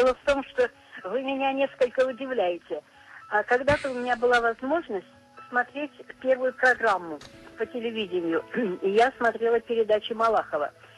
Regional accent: Yaroslavl, Yaroslavl Oblast, Russia; Сама я из Ярославля, у нас была 34-я школа

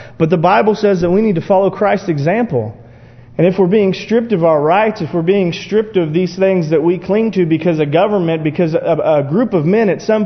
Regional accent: United States; because that's who I am. I'm an American.

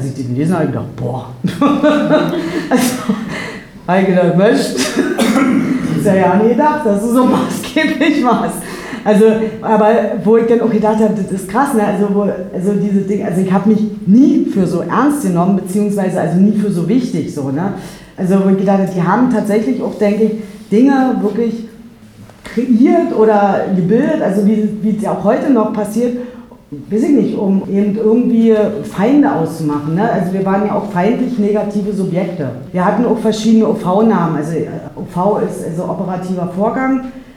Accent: Salzwedel, Saxony-Anhalt, Germany; born there; Irgendwann bin ich auch mal in Salzwedel geboren.

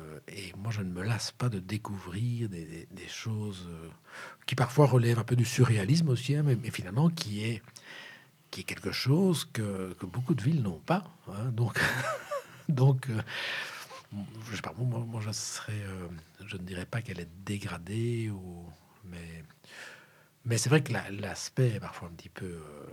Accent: Brussels, Belgium; born there; Non, je suis né à Saint-Pierre.

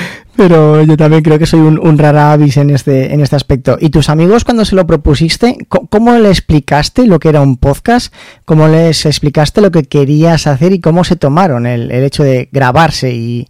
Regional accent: Zaragoza, Aragon, Spain; que es de aquí de Zaragoza, de donde soy yo

